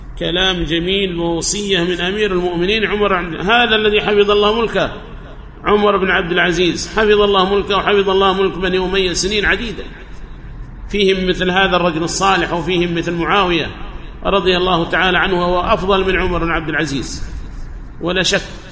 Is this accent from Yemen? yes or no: yes; Yemen; سواء كان عندنا في اليمن أو في جهات أخرى من بلاد الله الواسعة